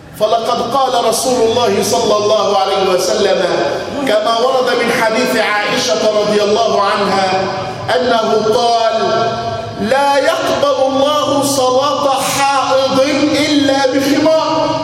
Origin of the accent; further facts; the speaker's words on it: Egypt; ذاك الخمار المعهود في بلادنا مصر